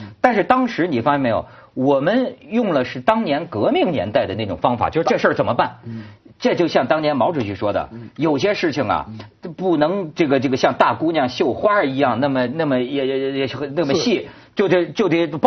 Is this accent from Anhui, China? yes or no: no; Shijiazhuang, Hebei, China; 虽然我也是石家庄人呐